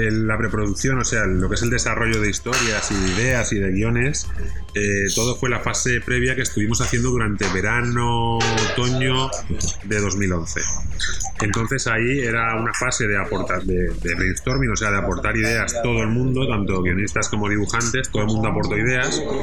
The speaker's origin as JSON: {"language": "Spanish", "region": "Valencian Community", "country": "Spain", "said": "todos los artistas desde el inicio somos valencianos"}